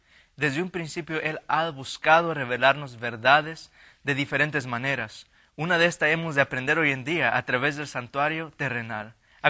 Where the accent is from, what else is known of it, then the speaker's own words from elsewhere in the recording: Los Angeles, California, United States; also born or lived in San Luis Potosí; Yo nací aquí en Estados Unidos, parte de mi vida viví en México, en San Luis Potosí, muy hermosos momentos de mi vida y otra parte de mi vida crecí en Los Ángeles y ahora de igual manera estudio aquí en Wichita Hills College